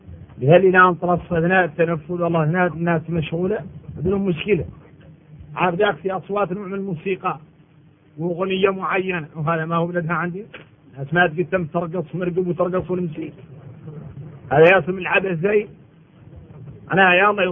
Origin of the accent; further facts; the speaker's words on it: Mauritania; من احنا موريتاني